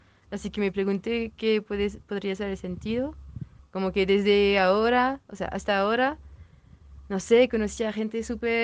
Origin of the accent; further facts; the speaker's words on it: France; Spanish is a second language; Soy francesa, pero he vivido un rato en Valparaíso, 9 meses.